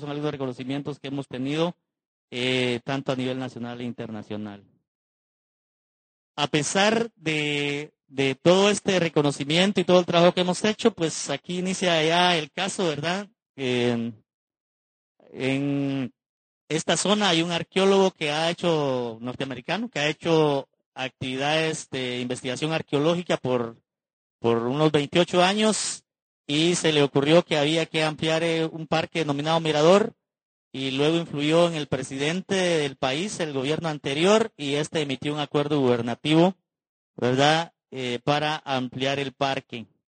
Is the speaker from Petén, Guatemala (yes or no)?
yes; Petén, Guatemala; La zona de donde vengo, que es el departamento de Petén, es la tercera parte del territorio nacional